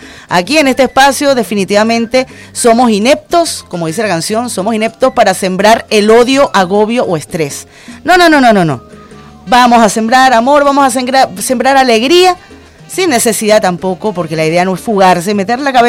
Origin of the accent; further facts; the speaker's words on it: Venezuela; aquí todos y todas somos venezolanos